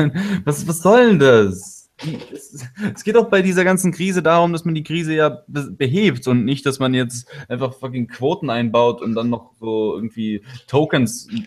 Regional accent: Russia; now in Germany; Aber ich würde mal kurz zu mir halt sagen, dass ich ja hier nach Deutschland gekommen bin aus Russland

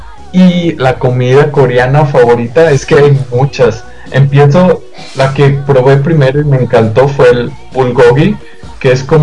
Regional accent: Monclova, Coahuila, Mexico; born there; now in Monterrey, Mexico; Nací en Coahuila, Moncloa.

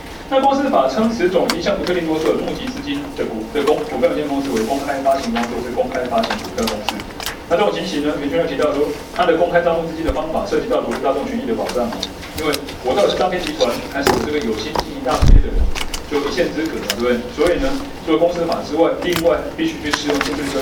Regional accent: Taiwan; 我们台湾人想要这样做

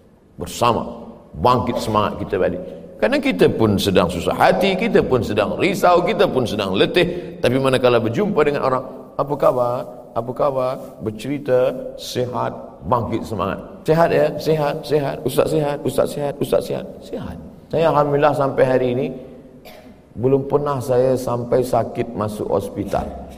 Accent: Indonesia; Dari Indonesia.

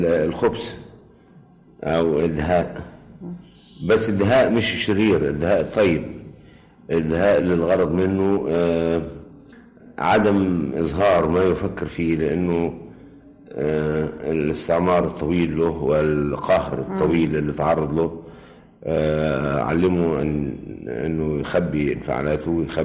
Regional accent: Sharqia Governorate, Egypt; also born or lived in Cairo; يعني أنا ولدت في القرية فعلا، قريتنا في محافظة الشرقية، إنما كل السنوات اللي قضيتها في القرية لغاية سنة 8 سنين

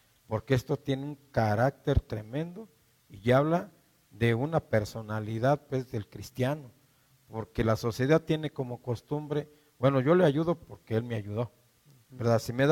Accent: Mexico; Nosotros hemos visto, como pueblo mexicano, que los mexicanos somos muy dados a ayudarnos.

